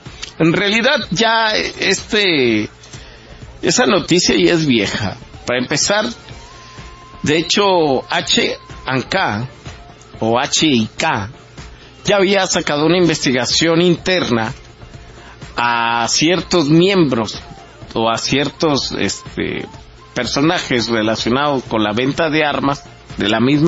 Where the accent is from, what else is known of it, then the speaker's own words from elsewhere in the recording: Mexico; como mexicanos y como personas con integridad